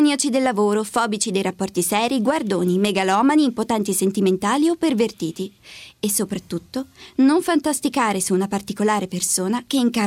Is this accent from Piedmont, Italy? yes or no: yes; Turin, Piedmont, Italy; Mi chiamo di Lecce, ma vengo da Torino.